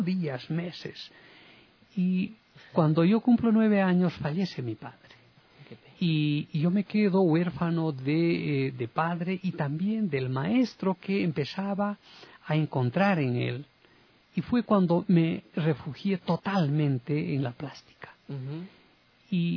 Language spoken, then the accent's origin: Spanish; Cochabamba, Bolivia; una radioemisora en mi ciudad natal, Cochabamba, convoca a un concurso de preguntas y respuestas.